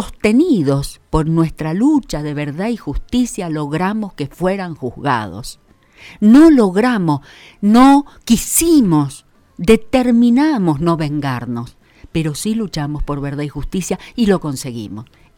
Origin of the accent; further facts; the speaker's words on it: Mendoza, Argentina; Porque fíjense que nosotros, como mendocinos, hablemos en general, ¿no es cierto?